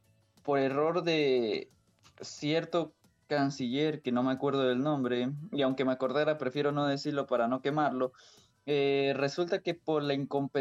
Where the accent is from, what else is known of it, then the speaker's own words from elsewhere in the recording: Ecuador; no somos los únicos ecuatorianos que estamos y llegamos. Habrán otros ecuatorianos que van a llegar